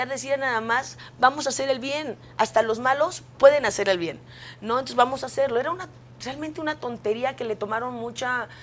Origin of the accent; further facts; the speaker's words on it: Mexico; yo siempre defiendo mucho México porque antes que nada yo soy mexicana